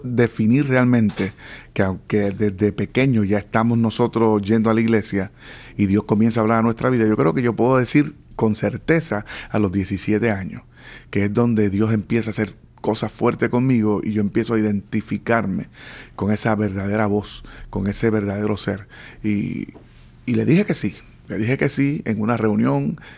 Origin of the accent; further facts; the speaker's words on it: Puerto Rico; born there; Hace casi 50 años ya nací en Puerto Rico. Uh-huh. Nací en Puerto Rico, en un barrio humilde.